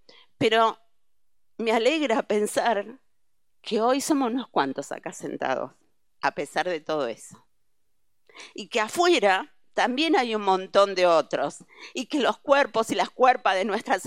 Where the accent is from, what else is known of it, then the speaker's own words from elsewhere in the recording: Bahía Blanca, Buenos Aires Province, Argentina; vengo de la generación que era muy pequeña con la dictadura, pero me crié en Bahía Blanca, lo cual fue terrible.